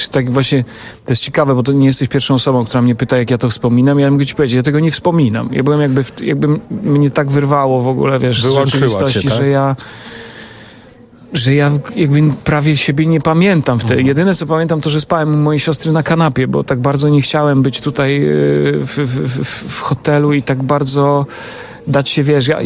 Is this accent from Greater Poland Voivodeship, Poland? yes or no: no; Łomża, Podlaskie Voivodeship, Poland; Nie, ja jestem z Łomży.